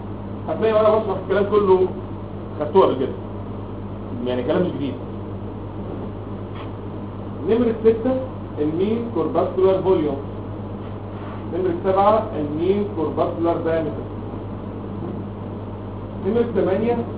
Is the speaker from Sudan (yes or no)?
no; Egypt; انما احنا ساعتين مصريين بتوع الحضاره والتراث